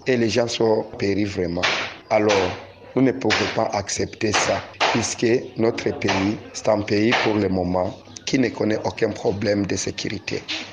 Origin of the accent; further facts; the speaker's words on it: Burundi; Moi, en tant que Burundais, vraiment, je suis très, très choqué